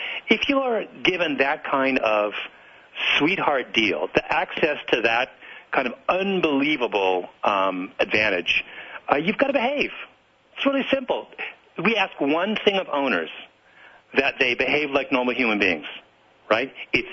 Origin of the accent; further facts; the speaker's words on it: Canada; I'll say what I always say, which is I'm Canadian